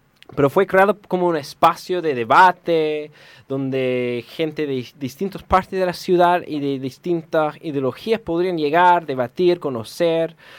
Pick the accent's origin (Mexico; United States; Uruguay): United States; Yo soy de Gringolandia.